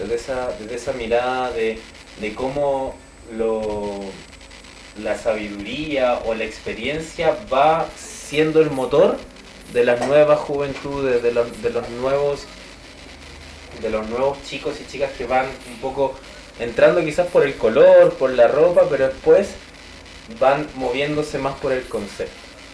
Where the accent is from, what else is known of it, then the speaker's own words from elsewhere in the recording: Cusco, Peru; born there; Yo nací en Cusco.